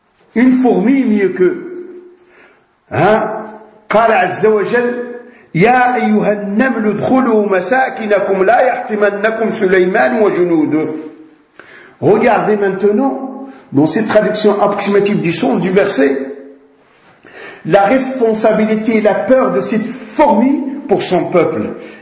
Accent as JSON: {"language": "French", "country": "Morocco", "said": "comme chez nous au Maroc"}